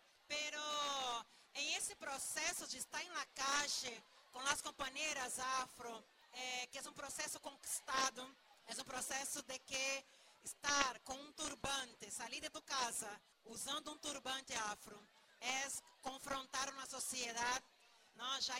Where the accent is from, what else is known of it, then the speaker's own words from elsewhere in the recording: Brazil; Spanish is a second language; Yo soy brasileña y yo llamo de tsunami verde.